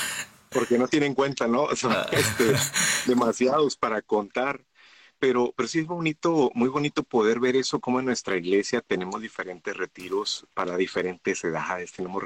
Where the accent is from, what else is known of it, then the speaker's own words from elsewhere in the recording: Mexico; now in Nipomo, United States; Soy mexicano, radicando en los Estados Unidos, acá en California. Nipomo se llama el lugar donde vivimos.